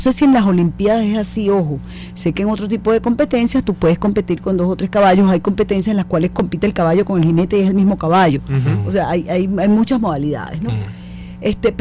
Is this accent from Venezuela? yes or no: yes; Venezuela; La mayoría somos los venezolanos, que no nos sentimos bien ni con un grupo ni con el otro, ¿no?